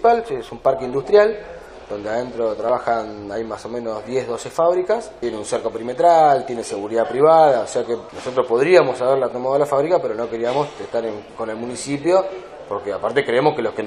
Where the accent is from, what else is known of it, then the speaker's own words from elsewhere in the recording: Ensenada, Buenos Aires Province, Argentina; Por lo menos los que somos de Ensenada tenemos un apoyo